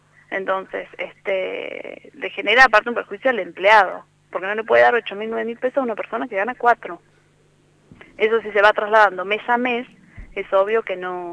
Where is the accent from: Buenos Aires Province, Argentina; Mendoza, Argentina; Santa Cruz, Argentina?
Santa Cruz, Argentina; somos de Santa Cruz.